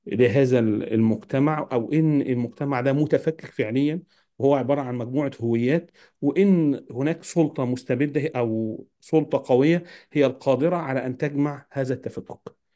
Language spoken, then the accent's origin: Arabic; Egypt; وإن أنا كمصري لا أعرف كثير